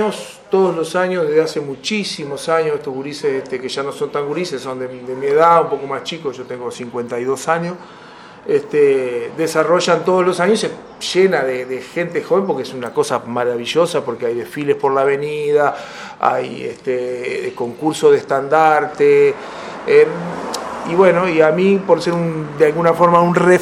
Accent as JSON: {"language": "Spanish", "town": "San Ramón", "region": "Canelones", "country": "Uruguay", "tie": "born or raised there", "also_born_or_lived": "Montevideo", "said": "Y me crié acá en San Ramón, nací en Montevideo, en el Círculo Católico. Viví toda la vida acá en San Ramón"}